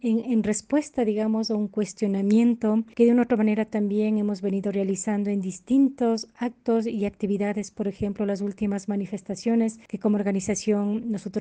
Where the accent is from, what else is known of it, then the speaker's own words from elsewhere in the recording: Ecuador; Nosotros como ecuatorianos, como ecuatorianas también, que radicamos acá en nuestros territorios a lo largo y ancho de nuestro país